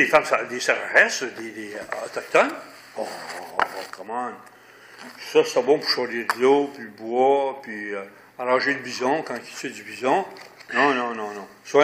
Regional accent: Sainte-Anne, Manitoba, Canada; C'est pareil comme chez nous à Saint-Anne

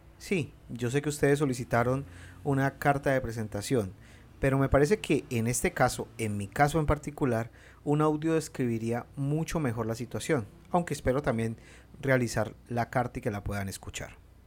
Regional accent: Colombia; no pude estudiar la carrera de periodismo o comunicación social como se conoce en mi país

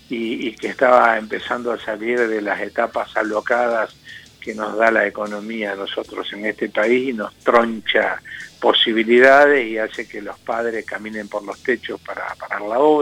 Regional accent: Buenos Aires, Argentina; now in La Pampa, Argentina; porque como yo no soy de acá, yo soy porteño

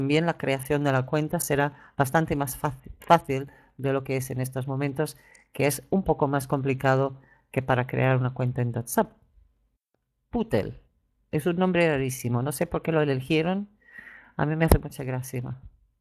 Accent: England, United Kingdom; creo que es más bien de la localidad inglesa de donde soy yo

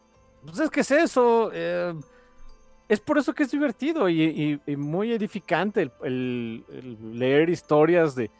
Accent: Mexico; porque vivo en México y soy mexicano

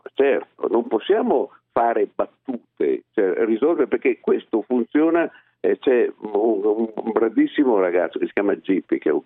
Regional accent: Veneto, Italy; Io ce le ho frequentati molto, essendo veneto, le osterie so cosa sono.

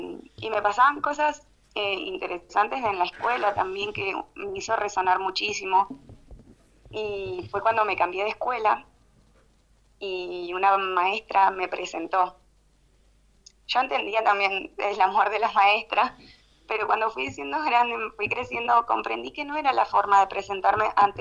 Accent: El Bolsón, Río Negro, Argentina; also born or lived in Trelew / Lago Puelo; Bueno, yo nací en Trelew, soy originaria de Trelew, pero desde muy chiquitos nos fuimos al Bolsón y al Lago Puelo. Así que me he criado entre Bolsón y Lago Puelo, que eso es parte de Chubut y Río Negro.

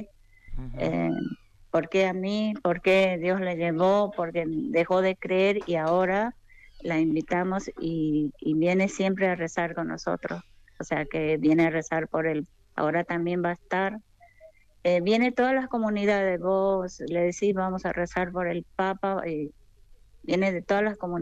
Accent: Paraguay; now in Argentina; la gente de mi país. Yo soy paraguaya y siempre hacemos rezo, de rezar la novena.

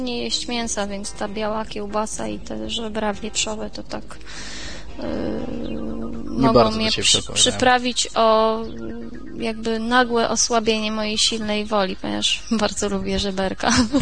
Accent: Warsaw, Masovian Voivodeship, Poland; Ja z Warszawy.

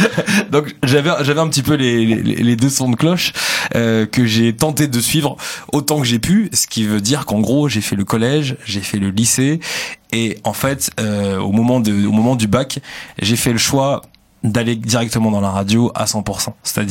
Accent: Sevran, Île-de-France, France; J'ai grandi à Sevran dans le 93.

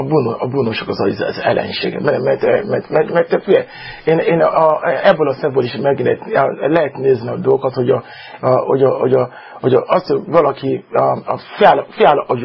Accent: Nigeria; first language Yoruba; Hungarian is a second language; A Yoruba. Yorubából számozok.

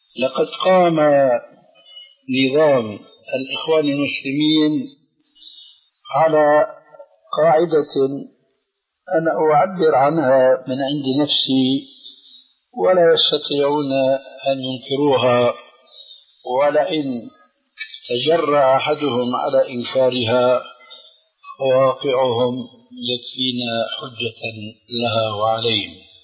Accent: Damascus, Damascus Governorate, Syria; وأنا أعرف، وأنا سوري دمشقي كما تعلمون

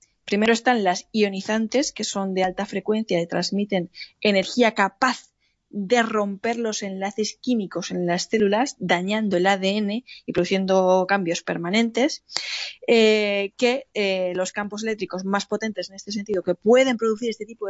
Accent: Alicante, Valencian Community, Spain

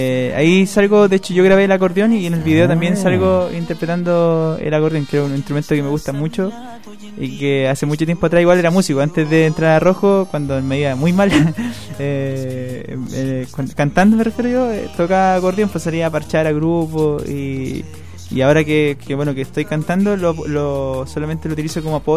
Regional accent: Nueva Imperial, Araucanía, Chile; now in Santiago, Chile; Yo vengo desde Nueva Imperial, desde la novena región.

